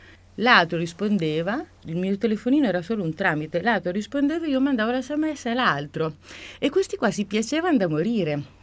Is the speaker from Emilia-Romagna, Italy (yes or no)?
yes; Emilia-Romagna, Italy; Poi io sono emiliana